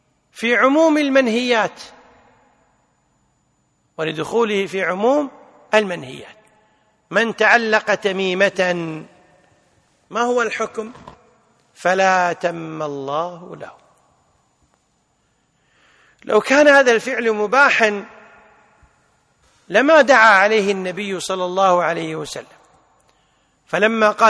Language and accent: Arabic; Kuwait; عندنا بالكويت يسمونها حجاب.